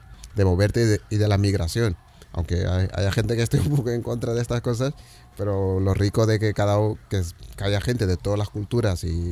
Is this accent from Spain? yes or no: no; Lisbon, Portugal; Spanish is a second language; also born or lived in Cape Verde; yo vivía en Lisboa. Es verdad que no soy un portugués al uso tampoco, por la parte esta de migración. Claro, yo en realidad nací en Cabo Verde. Parte de mi familia es africana.